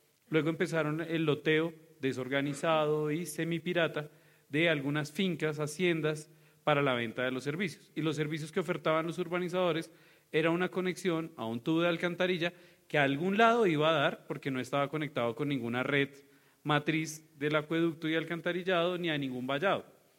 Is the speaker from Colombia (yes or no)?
yes; Colombia; Y como buen conflicto que somos los colombianos